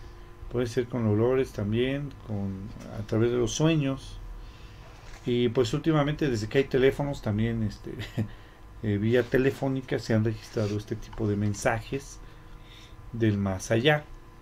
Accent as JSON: {"language": "Spanish", "country": "Mexico", "said": "nosotros como mexicanos, no sé si en todo el mundo, pero por ejemplo como mexicanos, siempre tenemos esa creencia"}